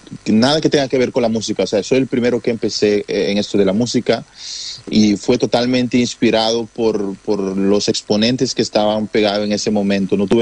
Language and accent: Spanish; Curaçao; se está volviendo más común el ser artista para los curazoleños y dentro de la población de donde yo vengo